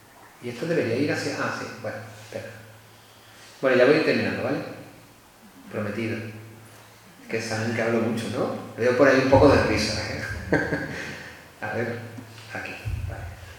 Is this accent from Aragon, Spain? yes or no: no; La Palma, Canary Islands, Spain; de donde yo soy de Canarias, bueno, de La Palma